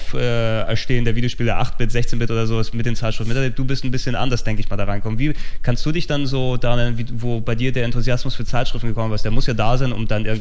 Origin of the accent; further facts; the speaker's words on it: Hamburg, Germany; Aber ich hatte als Hamburger Jung ohne Geld nie wirklich die Gelegenheit